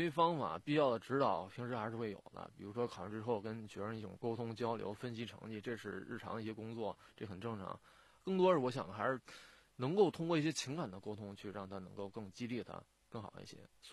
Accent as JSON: {"language": "Chinese", "town": "Daxing", "region": "Beijing", "country": "China", "tie": "born or raised there", "said": "大兴也是我的家乡的算作，然后这个培养包括一中培养了我这么多年"}